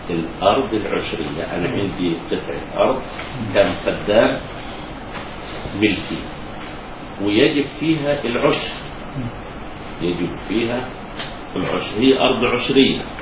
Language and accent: Arabic; Egypt; يعني عندنا في مصر ما في